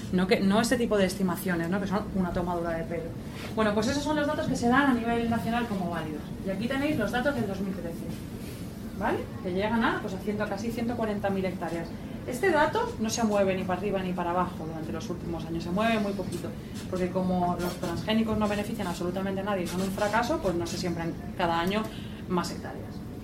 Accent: Valencia, Valencian Community, Spain; Yo soy de Valencia

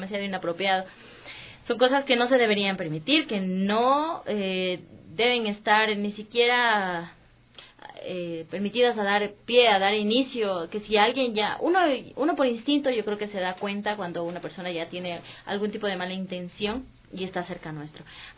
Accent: Quito, Pichincha, Ecuador; me alegra mucho como quiteña

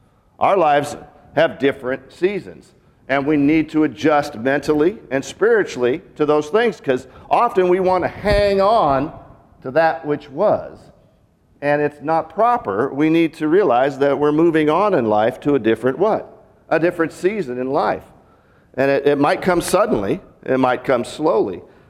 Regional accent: Seattle, Washington, United States; now in Arkansas, United States; I grew up in Seattle. There's kind of two seasons, really.

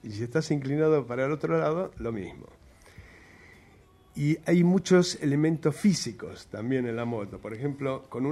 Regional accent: Jujuy, Argentina; Soy jujeño, sí. Y nací ahí en esta provincia, en la Tacita de Plata.

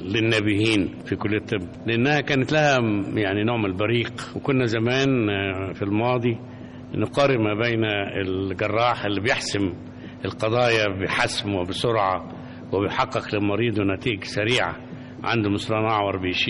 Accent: Mit El Khouli Moemen, Dakahlia, Egypt; قريتنا اسمها ميت الخول مؤمن من احدى قرى محافظة الدقهلية.

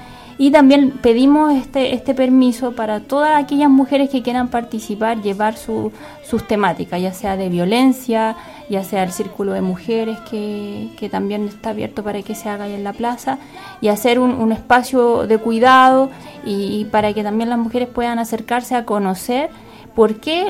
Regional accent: Chile; que nos convocan como mujeres y como chilenas, pues.

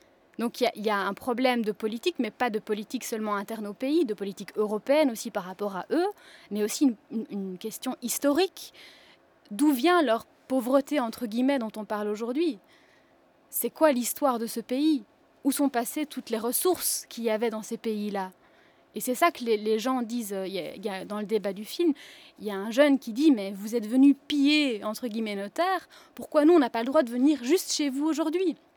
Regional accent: Belgium; Même en tant que Belge, aujourd'hui, quand on a un travail, c'est difficile de payer les factures

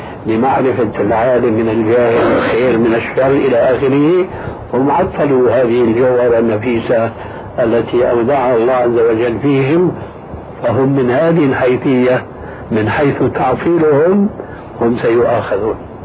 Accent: Syria; كما قال بعض الظرفاء عندنا في سوريا

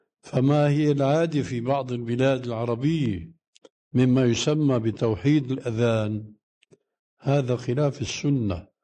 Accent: Damascus, Damascus Governorate, Syria; كما يقول عندنا في دمشق مفشكلة يعني ما هي صحيحة

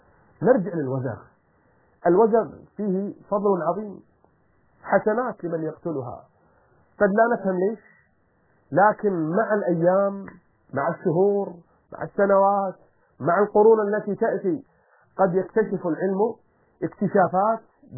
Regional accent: Kuwait; accent: Kuwaiti; أو إحنا بلهجتنا الكويتية نسميه البراعصي

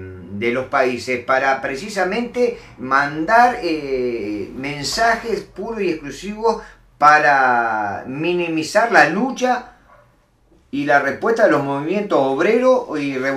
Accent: Uruguay; como gente de izquierda o como uruguayos desencantados de este gobierno satánico que tenemos hoy.

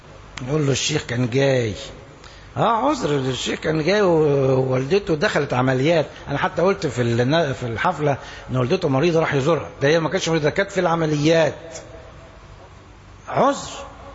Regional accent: Egypt; كلامه كان كويس وقوي وعبر عننا كمصريين

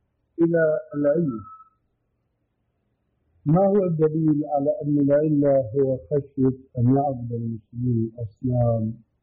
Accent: Damascus Governorate, Syria; وكما يقولون عندنا في الشام

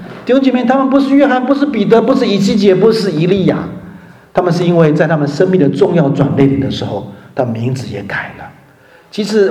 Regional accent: China; now in Germany; 我们中国人羡慕，崇拜这个名牌啊。

